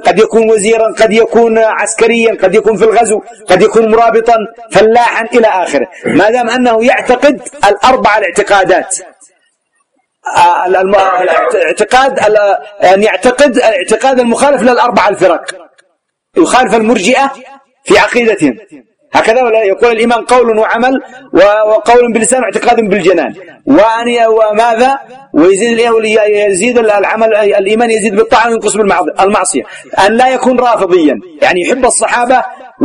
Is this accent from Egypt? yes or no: no; Yemen; هذا يسمى الغرب عندنا في اليمن.